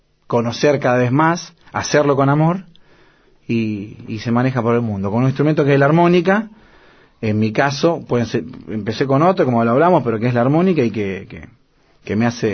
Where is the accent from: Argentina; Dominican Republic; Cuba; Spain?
Argentina; yo soy un músico argentino que ama la música